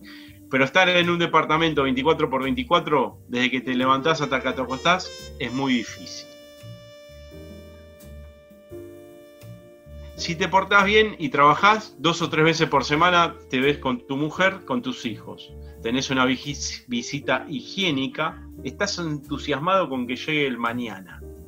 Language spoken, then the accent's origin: Spanish; La Boca, Buenos Aires, Argentina; also born or lived in Isla Maciel; Me crié en la Boca y en la Isla Maciel.